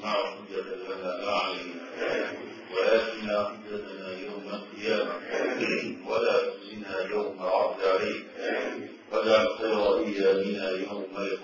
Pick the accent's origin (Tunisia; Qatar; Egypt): Egypt; وأتكلم عن بلدنا مصر